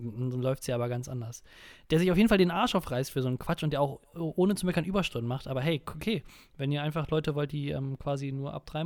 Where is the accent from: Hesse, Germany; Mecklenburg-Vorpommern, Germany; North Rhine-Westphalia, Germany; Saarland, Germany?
North Rhine-Westphalia, Germany; Münster; Also der Stadt, in Anführungsstrichen, wo ich aufgewachsen bin, wo ich herkomme.